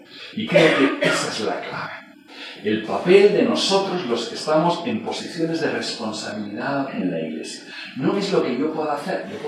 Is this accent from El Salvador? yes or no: no; Premià de Mar, Catalonia, Spain; Cuando yo paso por la autopista en Premia, mi pueblo queda debajo.